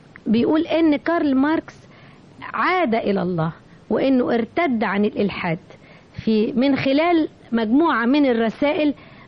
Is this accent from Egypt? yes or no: yes; Egypt; شعرت بفخر اني مصرية